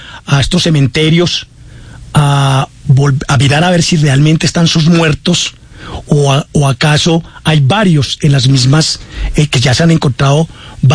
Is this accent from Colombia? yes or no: yes; Colombia; uno como el colombiano le da tristeza de la miopía que sufrimos muchos los colombianos